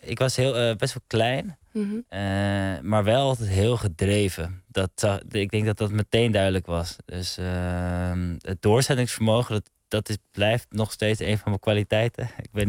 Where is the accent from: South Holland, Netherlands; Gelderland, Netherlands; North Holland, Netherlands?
North Holland, Netherlands; Heemstede; also born or lived in Hoofddorp; now in Amsterdam, Netherlands; Ik ben geboren in Hoofddorp. En uiteindelijk heb ik met mijn ouders nog in Heemstede gewoond. En toen ben ik op mijn 18e op kamers gegaan in Amsterdam.